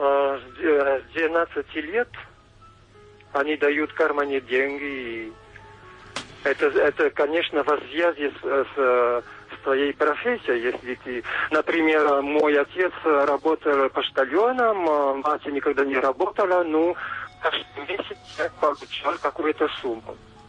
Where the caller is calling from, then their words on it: Toulouse, Occitania, France; Russian is a second language; Я звоню из Франции, из юга Франции, Тулуза, рядом с Тулуза. Извините, я по-русски плохо говорю.